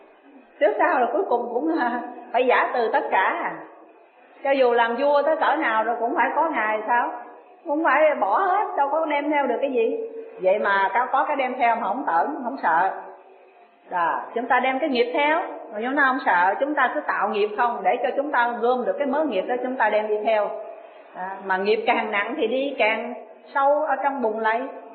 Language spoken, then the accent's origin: Vietnamese; Ho Chi Minh City, Vietnam; Tôi là dân Sài Gòn. Nhưng mà tôi lại không có theo ở Sài Gòn.